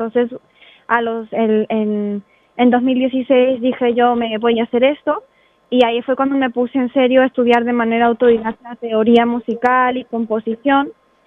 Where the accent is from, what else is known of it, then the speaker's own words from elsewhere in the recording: Peru; moved away as an adult; now in Spain; Yo me fui de Perú a los 19, en 2014, viví 2 años en Francia por mis estudios. En el 2016 me mudé a los Países Bajos para hacer un Erasmus